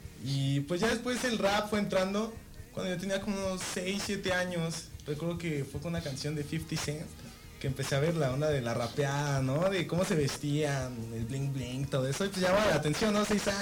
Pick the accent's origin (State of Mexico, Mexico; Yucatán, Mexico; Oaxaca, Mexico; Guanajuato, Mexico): State of Mexico, Mexico; Chalco; born there; also born or lived in Amecameca; Yo nací en Chalco, pero también estuve viviendo un buen tiempo en Ameca. De hecho, actualmente yo estoy en Chalco.